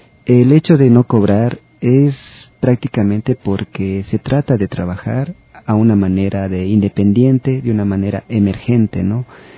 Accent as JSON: {"language": "Spanish", "town": "Quito", "region": "Pichincha", "country": "Ecuador", "said": "las memorias que como personas, como quiteño, he ido acumulando durante la infancia, la adolescencia y esta madurez."}